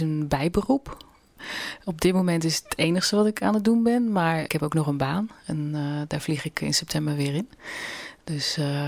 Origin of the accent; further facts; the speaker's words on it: Netherlands; first language Dutch; Maar goed, ik ben Nederlandse. En Nederlands is natuurlijk mijn eerste taal.